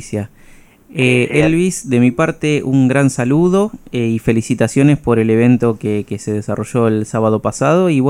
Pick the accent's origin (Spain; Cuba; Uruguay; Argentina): Argentina; realmente también como argentinos orgullosos de ser partícipes simbólicos